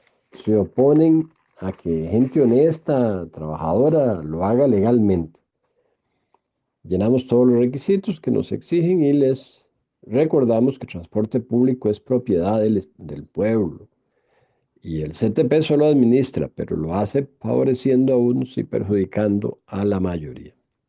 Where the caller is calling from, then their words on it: Curridabat, San José, Costa Rica; Yo soy secretario general de ANATRANS desde Curriabat, San José, Costa Rica.